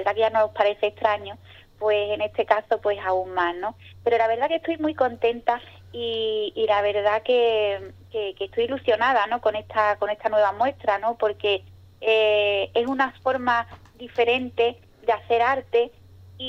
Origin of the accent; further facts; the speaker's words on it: Ubrique, Andalusia, Spain; ya hacía tiempo que no exponía aquí en mi pueblo, y la verdad que me apetecía el poder expresar y que vieran pues todo lo que estoy haciendo. Y nada, pues me decidí. Y en este mes de noviembre todos los ubriqueños van a poder disfrutar de mi obra.